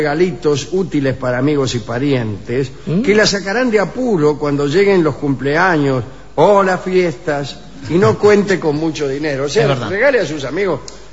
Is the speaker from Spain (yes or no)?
no; Moscow, Russia; Incluso en mi infancia, que fue en Moscú.